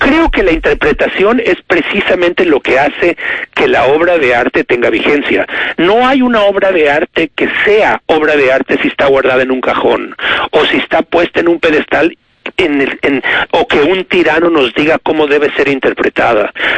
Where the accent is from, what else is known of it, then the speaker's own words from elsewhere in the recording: Mexico; Cuando alguien como yo, un mexicano, la lee como una especie de Biblia latinoamericana